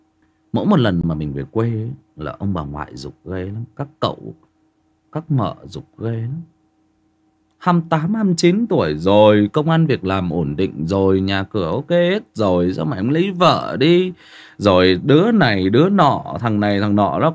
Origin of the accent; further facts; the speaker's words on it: Northern Vietnam, Vietnam; Mình mặc dù mình là người miền Bắc, nhưng mà khi nghe Huy đọc về những chuyện về miền Tây